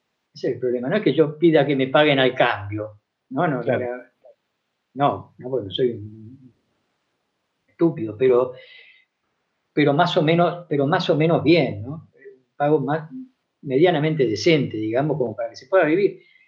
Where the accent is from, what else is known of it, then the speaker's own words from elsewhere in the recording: Argentina; mi familia vive en Argentina. Claro. Y yo soy demasiado argentino para vivir fuera de ella.